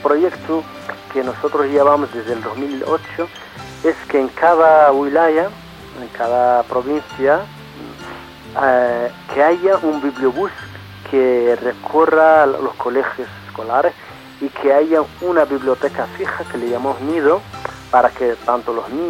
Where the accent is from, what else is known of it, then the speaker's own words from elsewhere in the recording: Western Sahara; also born or lived in Cuba; hablar del pueblo saharaui